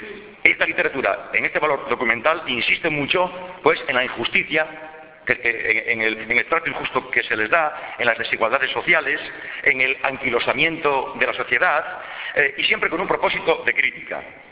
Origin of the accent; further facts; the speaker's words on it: El Entrego, Asturias, Spain; que es que yo soy del Entrego. Y yo creo que con eso está dicho todo.